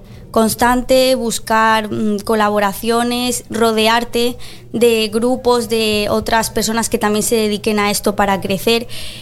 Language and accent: Spanish; Colombia; now in Spain; Yo soy colombiana, pero me he criado aquí.